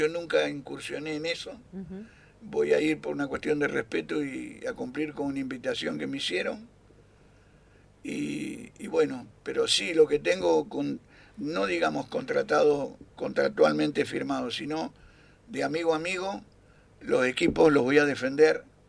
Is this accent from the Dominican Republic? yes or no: no; Argentina; No, somos argentinos.